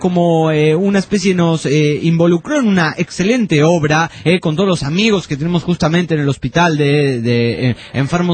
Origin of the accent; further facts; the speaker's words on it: Ciudad Juárez, Chihuahua, Mexico; Soy de Juárez, Chihuahua, México.